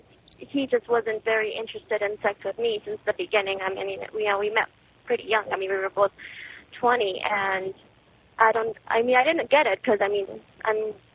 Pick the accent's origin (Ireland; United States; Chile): Chile; English is a second language; My English is not perfect. I was raised in South America. I'm from Chile